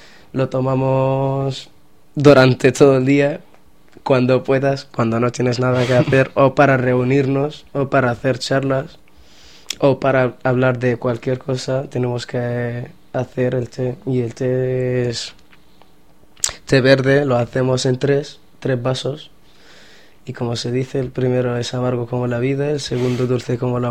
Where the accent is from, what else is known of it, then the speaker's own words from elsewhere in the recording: Western Sahara; que somos saharauis y somos del Sahara, pero del Sahara marroquí